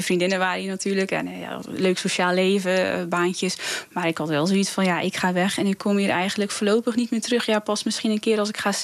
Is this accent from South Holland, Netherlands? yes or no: no; Hulst, Zeeland, Netherlands; Ja, en daarna ben ik gewoon hier getogen.